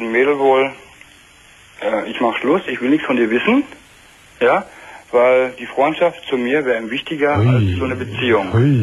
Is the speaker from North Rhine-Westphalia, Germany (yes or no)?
yes; North Rhine-Westphalia, Germany; Wir kommen beide aus dem Ruhrgebiet.